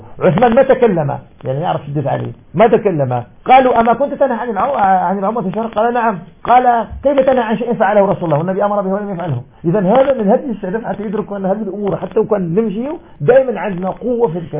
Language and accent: Arabic; Algeria; moved away; نشأت في بيئة مالكية فكنا نرى 84 كيلو ثم انتقلت من الجزائر إلى الدراسة السعودية